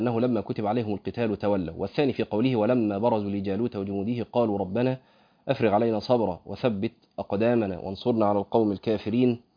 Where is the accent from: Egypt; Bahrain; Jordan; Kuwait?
Egypt; وده قيل في فتره من الفترات عندنا في مصر، مش كده؟